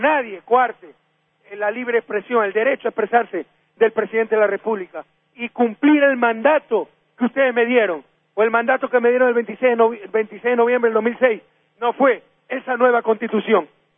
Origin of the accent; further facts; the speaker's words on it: Guayaquil, Guayas, Ecuador; born there; que es la Guardia de Choque del Partido Social Cristiano en mi ciudad natal.